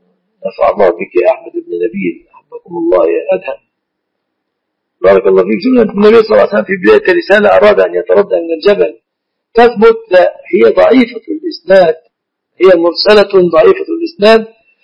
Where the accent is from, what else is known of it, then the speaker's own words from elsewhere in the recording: Egypt; اصطلح الناس في بلادنا مصر على أنها دعاء على الشخص.